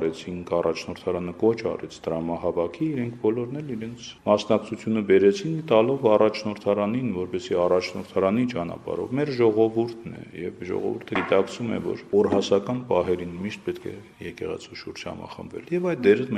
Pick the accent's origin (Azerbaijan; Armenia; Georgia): Georgia; Ես ծնվել եմ Վրաստանում եւ գնացել եմ Վրաստանում հայկական դպրոց, ավարտել եմ այդ դպրոց